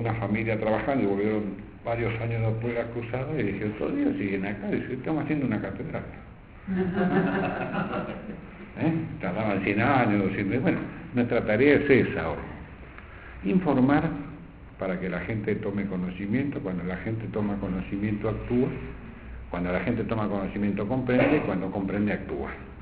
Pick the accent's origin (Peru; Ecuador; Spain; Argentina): Argentina; es nuestro deber como católicos y como argentinos.